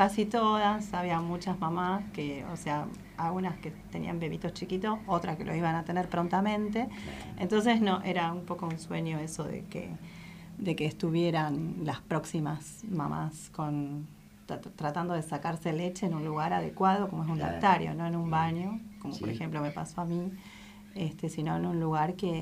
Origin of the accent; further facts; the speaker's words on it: Buenos Aires, Argentina; Yo soy de Buenos Aires, trabajé en Casa Central, estuve allá 9 años y el resto acá en La Pampa.